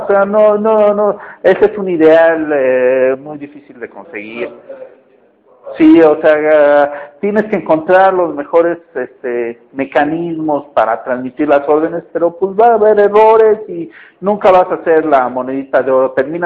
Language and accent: Spanish; Mexico; Pero normalmente como mexicanos tendemos en eso.